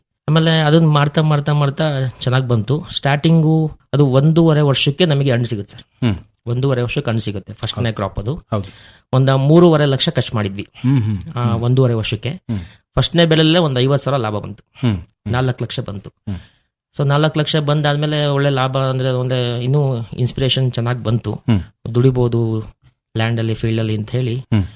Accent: Kellangere, Karnataka, India; ಊರು ಅರಸೀಕೆರೆ ತಾಲೂಕು ಕೆಲ್ಲಂಗೆರೆ.

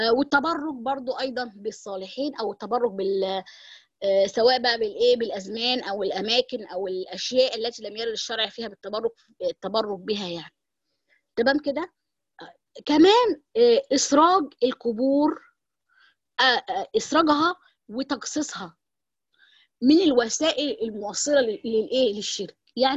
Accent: Egypt; عارفين انتوا عندنا في مصر او في بعض الدول

